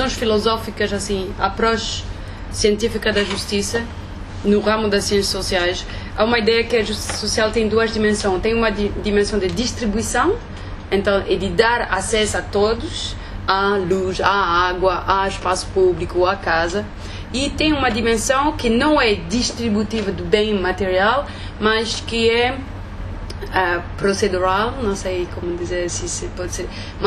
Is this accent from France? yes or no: yes; France; eu sou francesa, fiz o doutoramento na África do Sul.